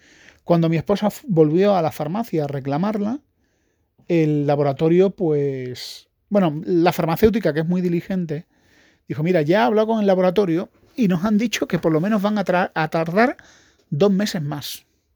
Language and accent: Spanish; Spain; Porque soy español.